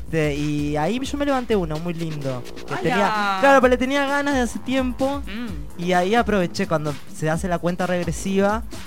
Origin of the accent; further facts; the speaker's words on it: Tacuarembó, Uruguay; Yo soy de Tacuarembó, del norte de Uruguay, cerca de Brasil.